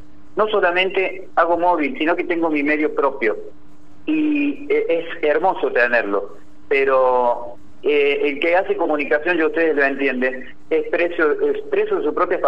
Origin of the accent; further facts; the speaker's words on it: San José de la Dormida, Córdoba, Argentina; los que somos de San José de la Dormida, los que somos del norte, somos muy tierra adentro, amamos nuestro norte, amamos nuestro lugar